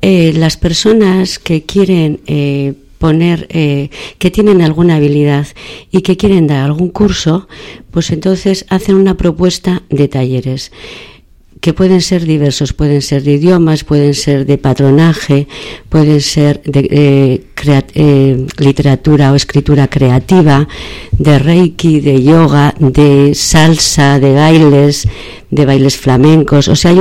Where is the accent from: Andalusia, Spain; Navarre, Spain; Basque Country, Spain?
Basque Country, Spain; Bilbao; yo soy una mujer de Bilbao